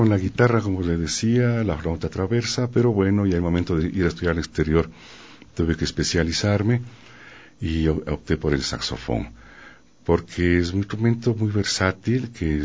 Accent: Quito, Pichincha, Ecuador; born there; yo nací aquí en Quito, nunca estuve aquí en mi pueblo, no había banda de pueblo. Entonces, yo soy de la generación

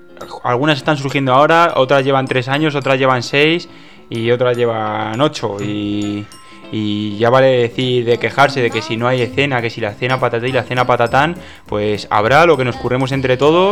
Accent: Cartagena, Region of Murcia, Spain; soy de Cartagena

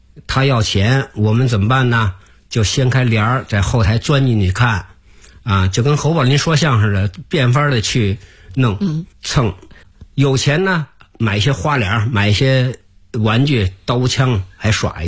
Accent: Beijing, China; 我还想画北京的一条街，从新街口一直画到西直门，因为我在这儿长大的

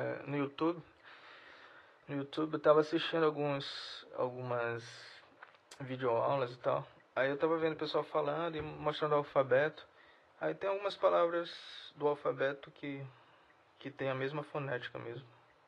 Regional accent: Brazil; accent: Brazilian; Então, eu vou falar francês com sotaque. Meu sotaque mesmo. De brasileiro.

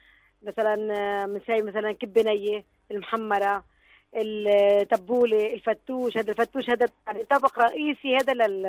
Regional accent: Aleppo, Aleppo Governorate, Syria; احنا عندنا بحلب اللحوم والأكلات الطبخ.

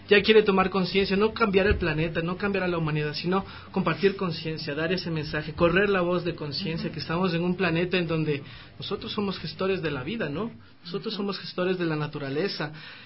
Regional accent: Ecuador; un reggae que a todos nos identifique como ecuatorianos

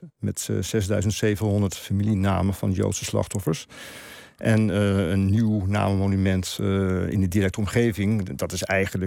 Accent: Netherlands; Ja, dat is iets om je voor te schamen als Nederlander.

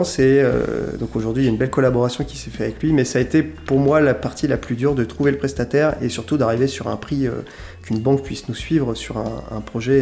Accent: Montlouis-sur-Loire, Centre-Val de Loire, France; nous, on vient de Montlouis avec Ronan, Quentin de Tours.

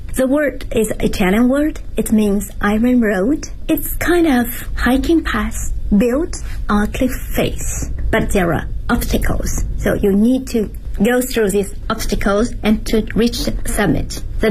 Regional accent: Zhejiang, China; English is a second language; now in Beijing, China; I'm from Zhejiang Province. It's a province located south of Shanghai, coastal area. There are some mountains, but not big mountains. So I'm in Beijing since, lots of years ago.

